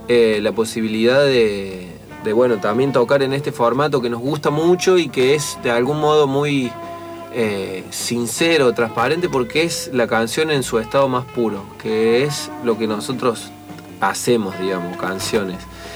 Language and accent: Spanish; Río Tercero, Córdoba, Argentina; now in Córdoba, Argentina; somos de Río Tercero, que es una ciudad del interior de Córdoba que es muy chiquita, que tiene muy poco movimiento cultural y artístico